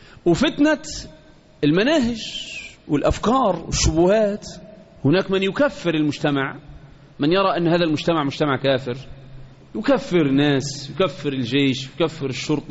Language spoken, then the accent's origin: Arabic; Egypt; وإحنا كمصريين بقول لك